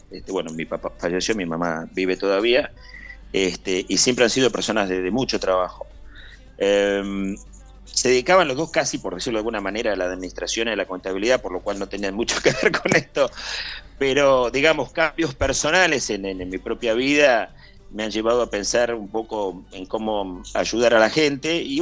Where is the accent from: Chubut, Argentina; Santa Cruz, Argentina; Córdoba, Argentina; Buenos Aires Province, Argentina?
Santa Cruz, Argentina; Río Gallegos; tengo que mencionar que yo soy de Santa Cruz, nací en Río Gallegos.